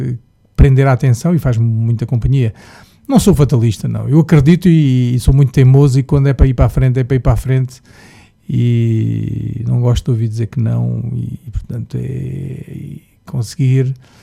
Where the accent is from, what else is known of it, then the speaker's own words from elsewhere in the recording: Luanda, Angola; Sabes, eu sou angolano, não é? Eu nasci em Luanda